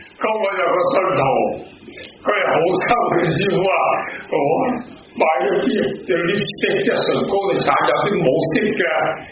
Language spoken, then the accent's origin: Cantonese; Hong Kong; born there; 因為本身我係香港出世嘅，我喺灣仔揸啤度出世嘅，喺六角飯店背後出世嘅。